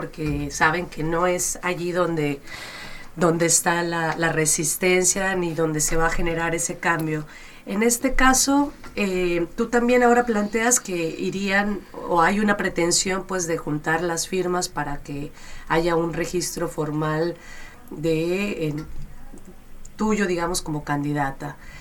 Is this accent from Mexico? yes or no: yes; Mexico; todos y todas quienes estamos en esta radio somos mexicanos, mexicanas.